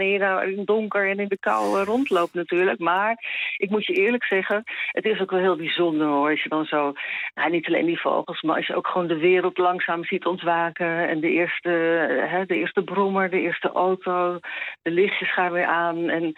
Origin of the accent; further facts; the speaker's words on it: Zeeland, Netherlands; Nou ja, weet je, dan moet je weten, ik ben een geboren en getogen Zeeuwse.